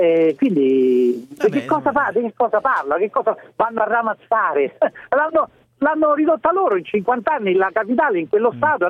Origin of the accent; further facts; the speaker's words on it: Rome, Lazio, Italy; Io lavoro a Piacenza da 15 anni, ma sono romano, ho la famiglia ancora a Roma.